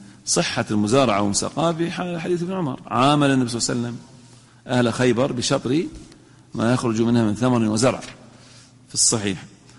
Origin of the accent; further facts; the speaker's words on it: Al-Ahsa, Eastern Province, Saudi Arabia; وهذه موجودة عندنا في الأحساء